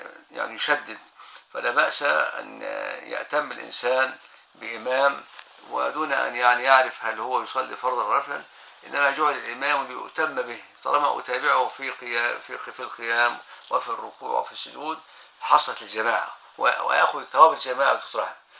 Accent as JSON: {"language": "Arabic", "country": "Egypt", "said": "وهذا معروف عندنا في مصر"}